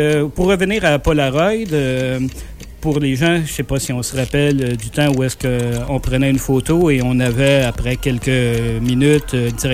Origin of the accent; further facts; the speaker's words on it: Quebec, Canada; c'est pas écrit sur mon visage que je suis Québécois, que je suis Canadien.